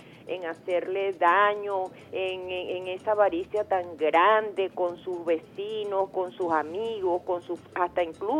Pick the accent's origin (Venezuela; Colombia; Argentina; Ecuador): Venezuela; Yo digo, como venezolanos, ¿hasta cuándo, Dios mío, vamos a estar en esto?